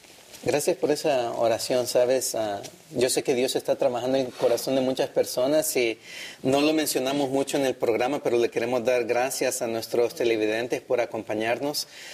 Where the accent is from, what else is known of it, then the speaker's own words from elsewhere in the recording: El Salvador; now in California, United States; también soy de California, como dos de mis compañeros aquí, aunque soy originario de El Salvador y soy estudiante de teología.